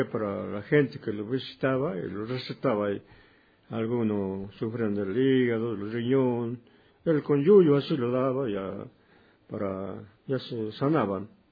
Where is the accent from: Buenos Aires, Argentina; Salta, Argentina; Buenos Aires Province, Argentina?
Salta, Argentina; Cafayate; born there; Yo nací aquí en Cafayate, Finca La Rosa, al lado del monte, allá abajo, en la punta de la Alameda, para allá, para el río Yacuchuya. Ahí nacido.